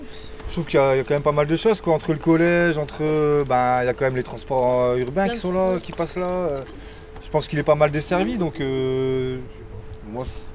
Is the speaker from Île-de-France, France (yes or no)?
no; Dunkirk, Hauts-de-France, France; Bah, disons que moi, je suis de Dunkerque.